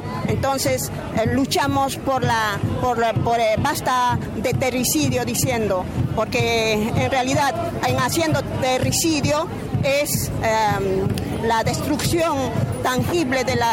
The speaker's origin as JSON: {"language": "Spanish", "region": "Puno", "country": "Peru", "first_language": "Aymara", "second_language": "Spanish", "said": "soy de Perú, de nación aymara, y soy sur de Perú, que se llama Julipuno, Perú. Bueno, yo soy de nación aymara, tengo mi lengua madre, que es el aymara."}